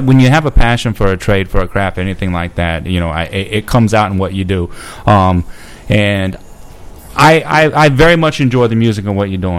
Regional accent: Gulf Coast, United States; I'm 45 years old. I'm a little bit older than y'all. And I, you know, I grew up on the Gulf Coast

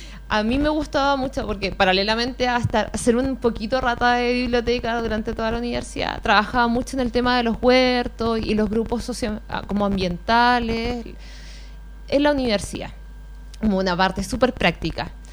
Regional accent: Puente Alto, Santiago Metropolitan Region, Chile; yo soy efectivamente de Puente Alto, nacida y crecida acá. Estudié en el Liceo de las Mercedes, ya, acá muy cerquita en el centro de Puente Alto.

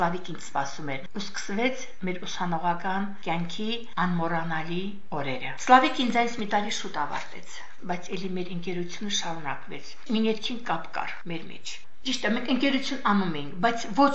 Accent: Noragyugh, Armenia; Աղջիկ ջան, որտեղացի ես? Ասացի, Նորագյուղ գյուղից եմ։

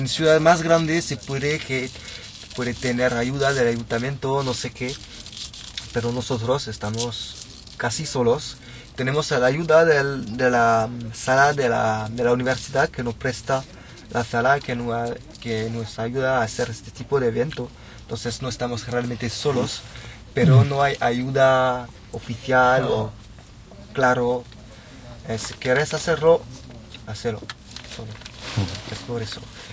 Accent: France; born there; Spanish is a second language; Estoy aquí, en mi ciudad natal, en Francia, hablando español con vosotros.

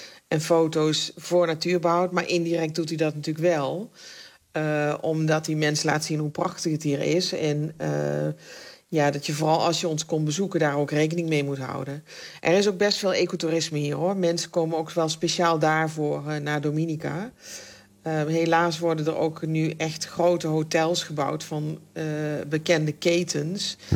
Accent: Netherlands; Ik kom natuurlijk uit Nederland en dat is dan, noem ik altijd gekscherend, een concrete jungle.

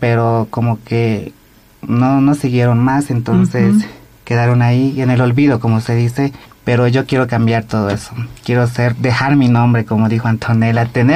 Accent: Santa Cruz, Bolivia; also born or lived in Beni; nací en el Beni, pero me crié en Santa Cruz desde mis 5 años, prácticamente toda mi vida. Tengo 26 años, soy modelo, actualmente soy Miss Santa Cruz Transsexual y Miss Bolivia Universo Transsexual.

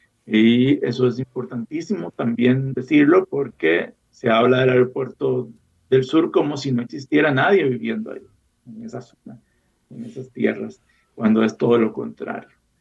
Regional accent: Costa Rica; Y tenemos entonces un misterio, una cuestión que como sociedad costarricense debería de interesarnos para conocer nuestro pasado.

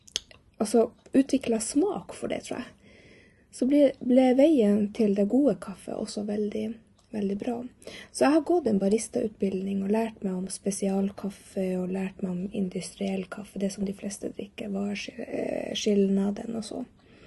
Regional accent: Norway; now in Lycksele, Sweden; är född och uppvuxen i Norge, bor nu i Lycksele i Sverige, har bott här i 8 år.

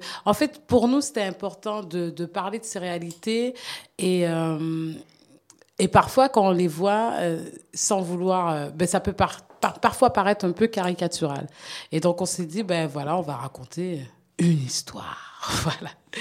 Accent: Canada; now in French Guiana; je suis venue en Guyane. En fait, à la base, je ne vivais pas en Guyane, j'ai grandi au Canada.

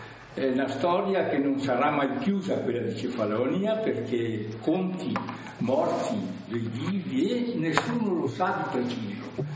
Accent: Trentino-Alto Adige, Italy; un trentino dell'Alto Adige

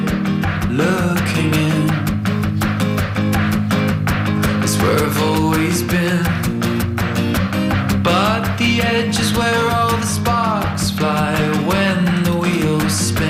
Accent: Spain; nosotros somos españoles

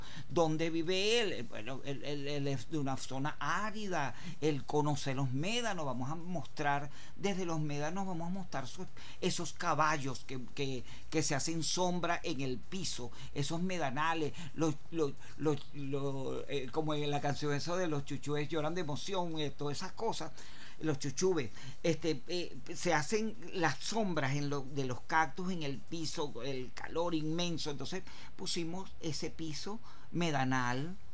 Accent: Borojó, Falcón, Venezuela; yo soy hijo ilustre de Borojó, pues, de esa comunidad.

